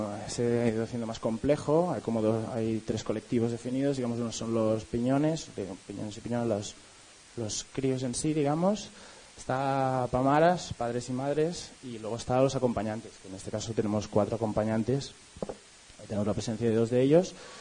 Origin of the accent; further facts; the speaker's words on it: Barcelona, Catalonia, Spain; de Barcelona, del proyecto de La Piña, una escuela libre que empezó en el 2004.